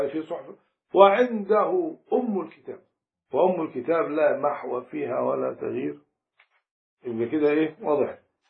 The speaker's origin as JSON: {"language": "Arabic", "region": "Upper Egypt", "country": "Egypt", "said": "في مثل عندنا في الصعيد"}